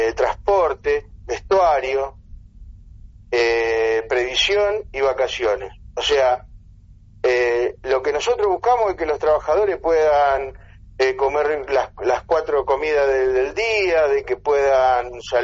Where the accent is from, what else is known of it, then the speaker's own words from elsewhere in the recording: Rosario, Santa Fe, Argentina; yo soy de Rosario.